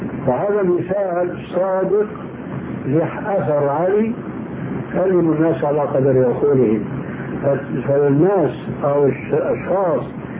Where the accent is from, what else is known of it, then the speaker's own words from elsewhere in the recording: Syria; كما هو الواقع في كثير من البلاد خاصة عندنا في سوريا